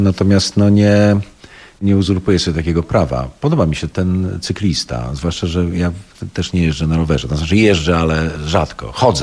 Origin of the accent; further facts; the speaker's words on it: Poznań, Greater Poland Voivodeship, Poland; born there; now in Kraków, Poland; Ja jestem poznaniakiem z urodzenia właśnie, już nomen omen.